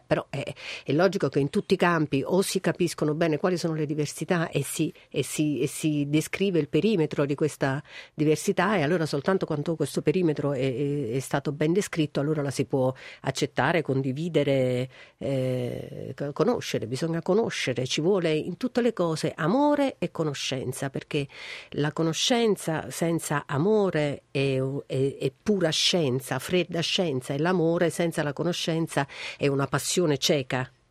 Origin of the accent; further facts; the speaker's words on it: Naples, Campania, Italy; io sono una donna napoletana, sono una donna meridionale del sud, amo la mia terra